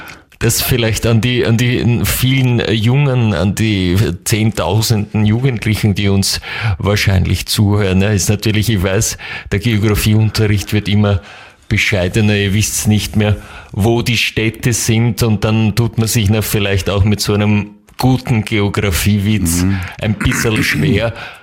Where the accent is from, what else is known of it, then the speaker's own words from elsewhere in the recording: Upper Austria, Austria; aber zu Hause muss ich zugeben, ich komme ja aus Oberösterreich, das hört man jetzt vielleicht nicht mehr so ganz raus.